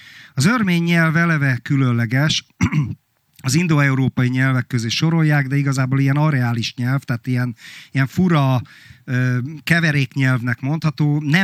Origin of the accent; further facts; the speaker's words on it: Hungary; Pedig én abban nevelkedtem, hogy Magyarországgal, meg a magyarsággal mennyire kibasztak, és mennyire szörnyű a Trianon, és egyébként máig szörnyűnek tartom Trianont. Igen, magyar vagyok, mert fáj Trianon.